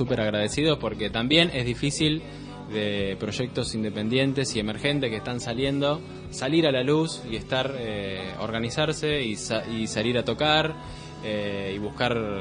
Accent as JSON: {"language": "Spanish", "country": "Uruguay", "said": "Yo soy de Uruguay."}